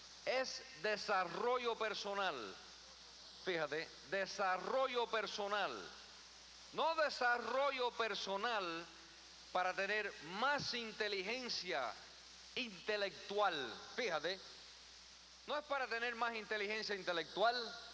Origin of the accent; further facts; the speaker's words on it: New York, United States; also born or lived in Queens; Yo me nací en Queens, New York, que me crié en el Bronx.